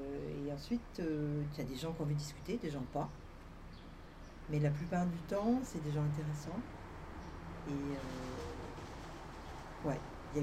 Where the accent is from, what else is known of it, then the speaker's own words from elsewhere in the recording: France; born there; Voilà, non, bref, moi je suis née en France.